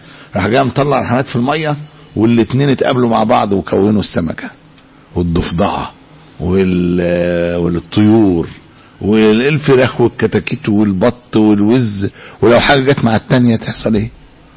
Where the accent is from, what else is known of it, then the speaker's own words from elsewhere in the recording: Egypt; احنا عندنا في مصر لوحدها بيولدوا كل 6 ثواني